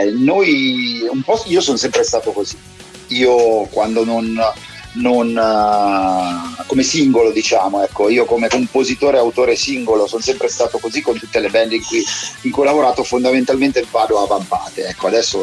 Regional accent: Milan, Lombardy, Italy; forse l'abbiamo doppiata a Milano essendo milanesi

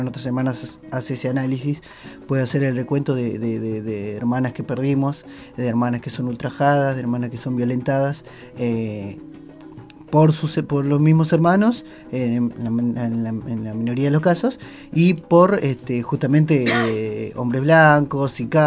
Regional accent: San Antonio de los Cobres, Salta, Argentina; Yo soy de Salta, de la Puna de Atacama, más concretamente del pueblo de San Antonio de los Cobres.

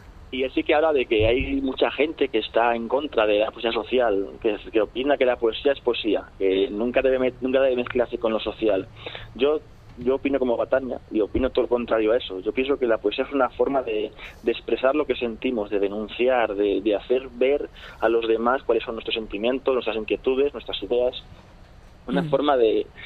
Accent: León, Castile and León, Spain; yo por ejemplo, soy de León, y en León no se veía muchas veces, o sea, se veía muy pocas veces a la gente buscar en los contenedores

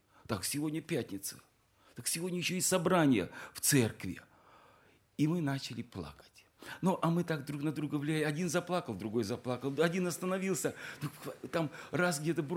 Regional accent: Siberia, Russia; Мы сибиряки, но все равно на севере мороз еще сильнее.

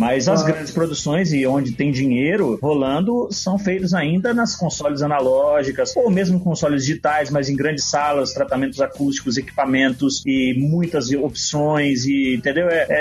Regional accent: Bahia, Brazil; now in São Paulo, Brazil; Hoje eu tô em São Paulo, eu cresci, me formei na Bahia, sou amigo do Diego de lá, eu tô morando em São Paulo tem 3 anos

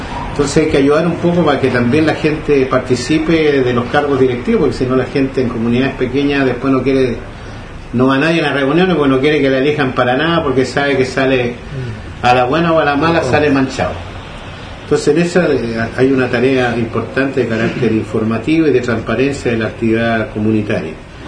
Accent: Quilpué, Valparaíso, Chile; yo vengo de Coyihuay, que es un sector rural de la comuna de Quilpué, que está a unos 60 kilómetros de Quilpué, donde la labor fundamental es agroturística

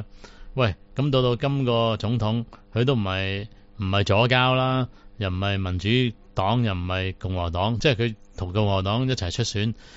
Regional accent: Hong Kong; 如果我們作為香港人呢，兩邊的聲音都聽到的時候呢，就覺得很可笑了

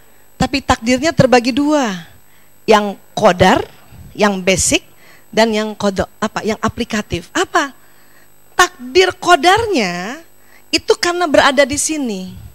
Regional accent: Medan, North Sumatra, Indonesia; Tapi saya lahir di Medan, besar di Medan.

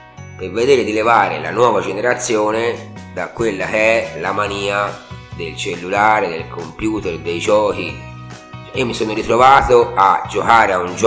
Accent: Montevarchi, Tuscany, Italy; io sono di Montevarchi e mi ricordo che da ragazzo giocavo in Piazza della Repubblica

